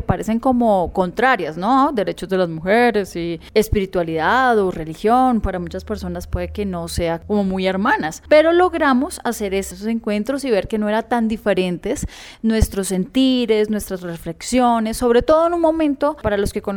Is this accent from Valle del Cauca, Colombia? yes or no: no; Bogotá, Colombia; Yo soy bogotana, tengo 37 años, de profesión teóloga, mi espiritualidad es presbiteriana, pero a raíz de eso también ecuménica.